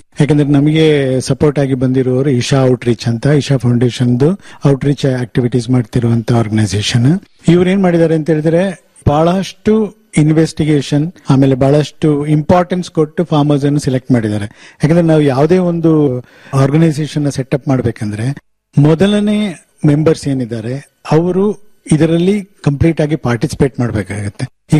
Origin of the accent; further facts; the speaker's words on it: Puliyari, Karnataka, India; ನಾನು ಕೊಡಗಿನಲ್ಲಿ ಒಂದು ಕಾಫಿ ಬೆಳೆಗಾರ ಕೂಡ. ನಮ್ಮ ಗ್ರಾಮ ಪುಲಿಯರಿ ವಿಲೇಜ್.